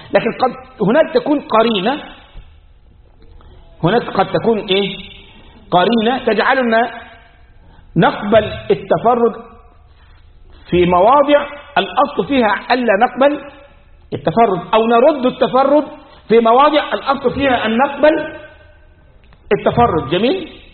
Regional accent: Egypt; احنا عندنا في مصر

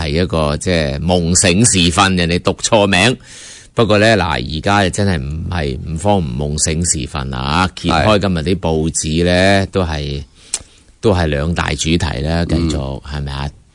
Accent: China; 就好多时候我哋中国人过去嘅历史一样，怀柔政策去到外国咧。

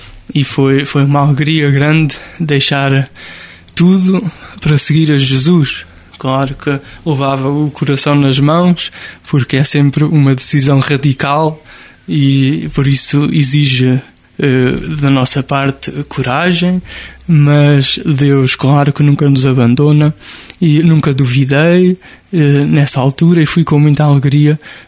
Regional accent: Nogueira do Cravo, Portugal; Nogueira do Cravo, na mesma igreja onde fui batizado, onde os meus pais me levaram para ser cristão, onde cresci na fé e na amizade com tantos.

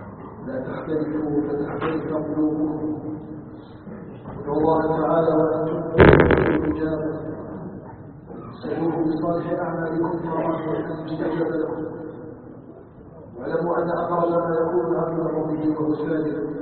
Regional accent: Algeria; نسأله تبارك وتعالى أن يجعل بلدنا الجزائر بلداً آمناً مطمئناً

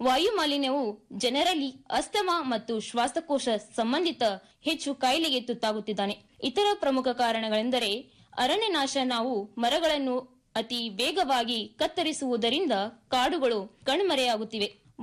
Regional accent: Karnataka, India; ನಾನು ಮೂಲತಃ ಕಲಬುರಗಿ ಜಿಲ್ಲೆಯವಳಾಗಿದ್ದು

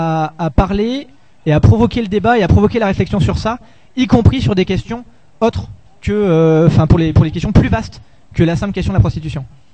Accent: Lyon, Auvergne-Rhône-Alpes, France; je suis de Lyon et que je rentre à Lyon, voilà.

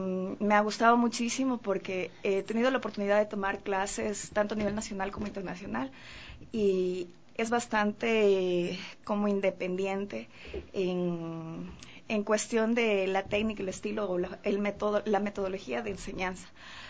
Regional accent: Quito, Pichincha, Ecuador; yo soy quiteña, y como se sabe, las quiteñas aquí se podría decir o he escuchado mucho que somos mojigatas, en el sentido de que somos más conservadoras, entre comillas.

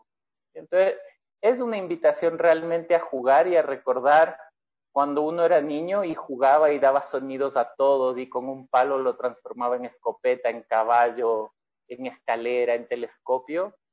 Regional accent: Ecuador; ella es chilena, yo soy ecuatoriano. En el 2010, me parece

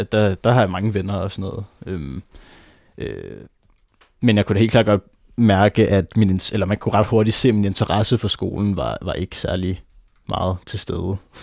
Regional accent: Nærum, Capital Region of Denmark, Denmark; also born or lived in Copenhagen; da jeg var 2 år, flyttede vi så til Nærum fra Nørrebro.

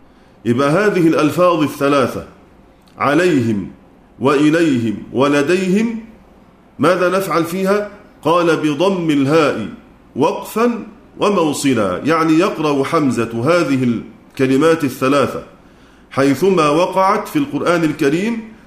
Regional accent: Egypt; وإلا فصوت الظاء العامية كما عندنا في مصر مثلا

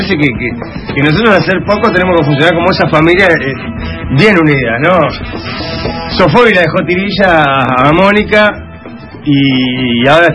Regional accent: Uruguay; Yo soy uruguayo, loco.

